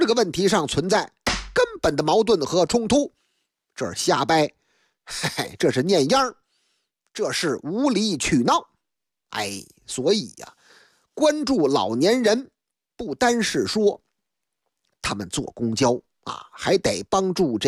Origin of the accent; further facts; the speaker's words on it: Beijing, China; 在我的老家北京劲松一带，那个地方那是个成熟的社区，有很多那个老旧的楼房